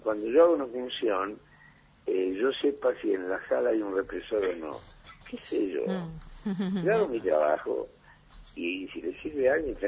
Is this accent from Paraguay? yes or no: no; Argentina; todos somos argentinos